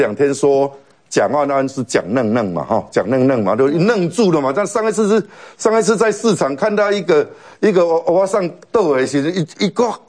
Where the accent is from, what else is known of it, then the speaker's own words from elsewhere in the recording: Taiwan; 那时候他派飞机去武汉把我们台湾人接回来